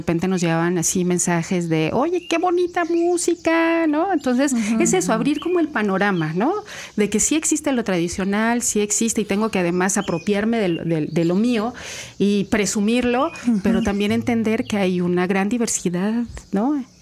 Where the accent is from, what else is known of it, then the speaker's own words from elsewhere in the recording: Mexico City, Mexico; now in Veracruz, Mexico; yo soy de la Ciudad de México, y cuando llegué a Veracruz